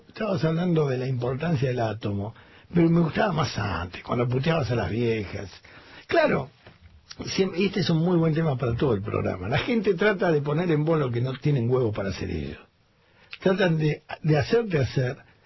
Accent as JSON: {"language": "Spanish", "country": "Argentina", "said": "Entonces, es así, esos somos los argentinos."}